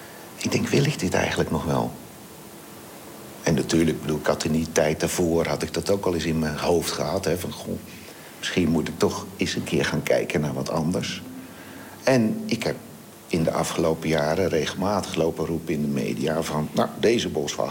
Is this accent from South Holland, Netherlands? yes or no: yes; Vlaardingen, South Holland, Netherlands; Ik ben in Schiedam geboren. Mm-hmm. En vanaf mijn 4e zijn wij verhuisd naar Vlaardingen. En daar ben ik als jochie eigenlijk opgegroeid.